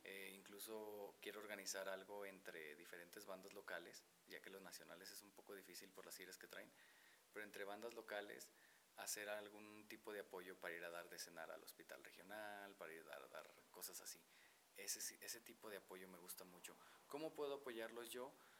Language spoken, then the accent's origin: Spanish; Guanajuato, Mexico; Nací en Guanajuato, soy originario de allá, tengo 27 años